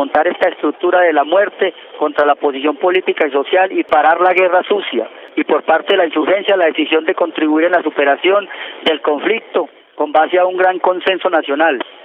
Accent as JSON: {"language": "Spanish", "country": "Colombia", "said": "Como muchos colombianos herederos de Camilo, reivindicamos su pensamiento"}